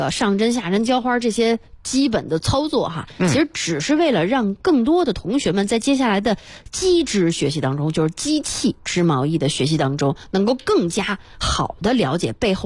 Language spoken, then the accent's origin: Chinese; Beijing, China; 咱们北京人、中国人